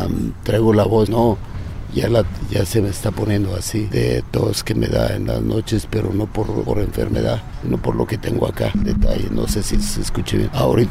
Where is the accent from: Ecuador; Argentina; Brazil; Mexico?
Mexico; State of Mexico; crecí en un pueblo. Yo nací en la Ciudad de México, pero mis padres me llevaron al estado, que son pueblos. Era un pueblo, era como un barrio, pero no un barrio de ciudad, sino un barrio de donde hay una casa por aquí, otra casa por allá